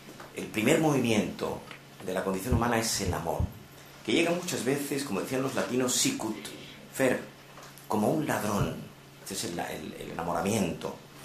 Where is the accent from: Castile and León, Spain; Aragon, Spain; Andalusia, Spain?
Andalusia, Spain; Yo soy andaluz, aunque ejerzo poco, pero soy andaluz.